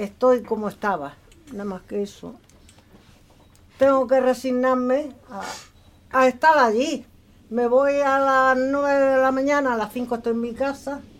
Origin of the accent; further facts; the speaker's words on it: Almería, Andalusia, Spain; Yo de aquí de Almería.